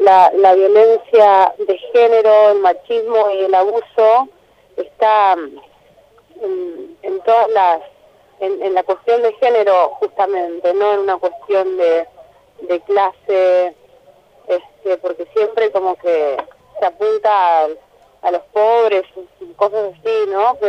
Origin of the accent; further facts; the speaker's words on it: Trelew, Chubut, Argentina; now in Buenos Aires, Argentina; Me encanta siempre volver al sur. Soy de allá y me siento de allá, aunque hace muchos años vivo acá. Pero me encanta volver y, no sé, soy de Trelew, a pleno.